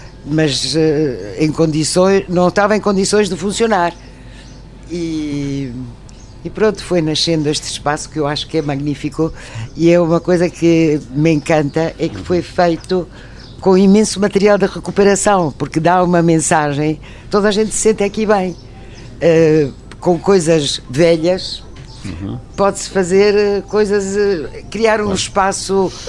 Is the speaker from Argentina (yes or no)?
yes; Argentina; Portuguese is a second language; also born or lived in Belgium / France / England; now in Portugal; Eu nasci na Bélgica, cresci na Argentina, estudei em França, trabalhei em Inglaterra e encontrei um português e fiquei cá.